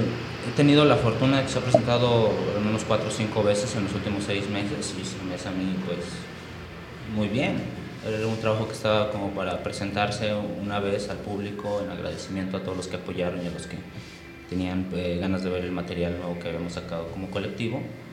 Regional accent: Temixco, Morelos, Mexico; Elvira y yo somos de Temisco y crecimos juntos, somos primos

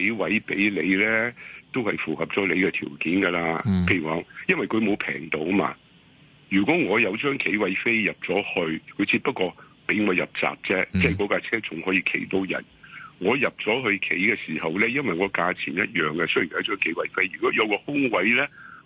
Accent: Hong Kong

